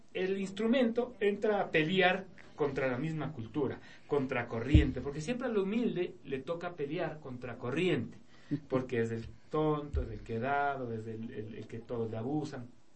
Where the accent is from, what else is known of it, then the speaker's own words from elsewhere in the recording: Quito, Pichincha, Ecuador; Mi esposa se está riendo porque dice que yo soy ario, o yo digo que yo soy ario, pero no, yo como te digo, soy más quiteño que, no sé, que San Juan.